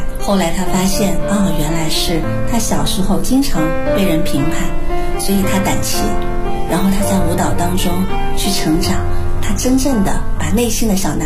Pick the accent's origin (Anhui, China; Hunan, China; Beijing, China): Hunan, China; Changsha; born there; 我叫…，今年49岁，我出生在湖南长沙